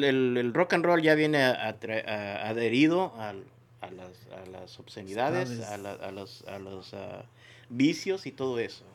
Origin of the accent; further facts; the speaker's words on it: Nayarit, Mexico; yo soy de Nayarit, so a nosotros nunca nos llegó ese esa revolución de México